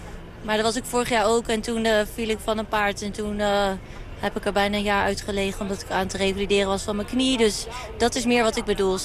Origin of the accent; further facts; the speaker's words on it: Groningen, Netherlands; Nou, ik kom uit Groningen en je weet dat zijn nuchtere mensen